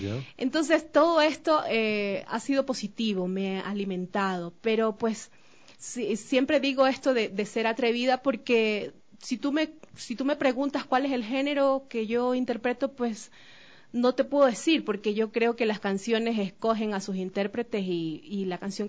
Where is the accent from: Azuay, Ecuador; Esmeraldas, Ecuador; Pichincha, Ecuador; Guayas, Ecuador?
Esmeraldas, Ecuador; los sonidos de mi tierra, de Esmeraldas, de la música afroesmeraldeña, afro del Pacífico